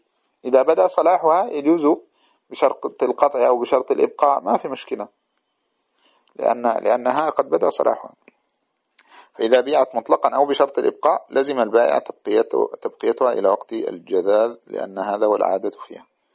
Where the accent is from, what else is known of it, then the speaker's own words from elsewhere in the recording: Sudan; وعندنا في السودان مثلا بركاوي والقنديلة والتمودة وهذه الأشياء